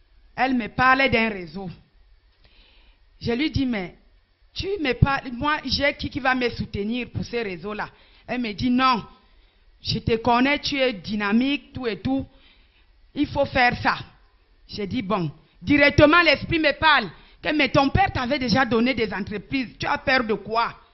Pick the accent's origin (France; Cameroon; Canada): Cameroon; Ombessa, Centre; Je suis donc descendue chez moi à Ombessapuro, la sensibilisation.